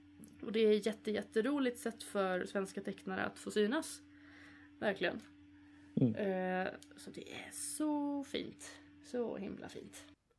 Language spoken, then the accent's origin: Swedish; Norrland, Sweden; accent: Norrland; Och så kan man lägga sig till mitt norrländska.